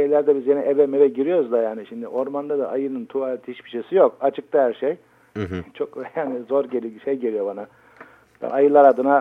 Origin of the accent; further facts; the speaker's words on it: Black Sea Region, Turkey; Ben Karadenizliyim abi